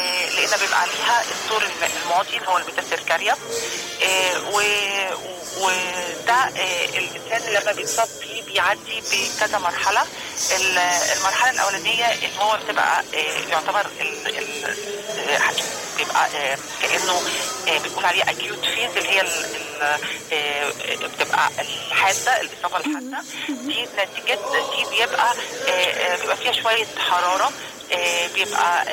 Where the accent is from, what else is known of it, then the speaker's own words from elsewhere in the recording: Alexandria, Alexandria Governorate, Egypt; فبالتالي ابتدت تظهر عندنا في إسكندرية كمان الفاشيولا